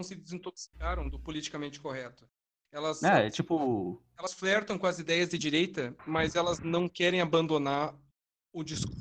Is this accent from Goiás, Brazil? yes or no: no; Rio Grande do Sul, Brazil; sou do Rio Grande do Sul, eles mataram um policial à enxadada, cara.